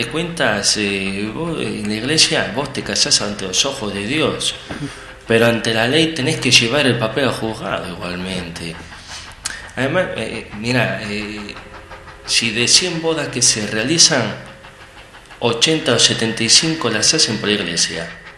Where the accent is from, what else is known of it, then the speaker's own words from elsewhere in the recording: Argentina; yo como buen argentino, aparte de apasionarme el tango y el fútbol, también soy religioso.